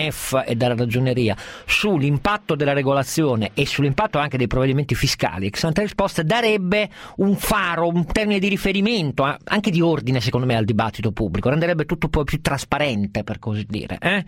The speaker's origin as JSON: {"language": "Italian", "region": "Piedmont", "country": "Italy", "said": "come piemontese, lasciatemi dire che sono allibito e mi vergogno"}